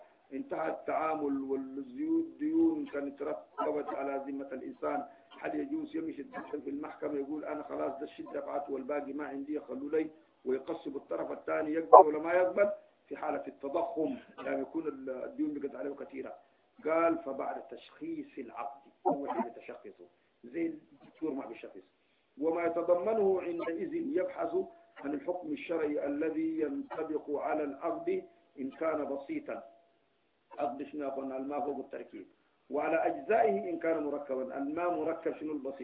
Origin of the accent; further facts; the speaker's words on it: Sudan; moved away; اللي انا شلتها معايا من السودان مشيت اوروبا